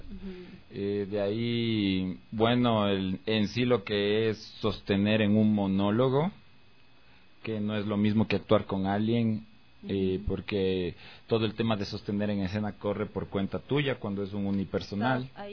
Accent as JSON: {"language": "Spanish", "town": "Quito", "region": "Pichincha", "country": "Ecuador", "said": "Yo soy de Quito. Soy súper de Quito."}